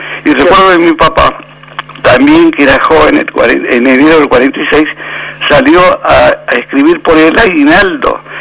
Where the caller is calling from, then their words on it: Vicente López, Buenos Aires Province, Argentina; de Vicente López.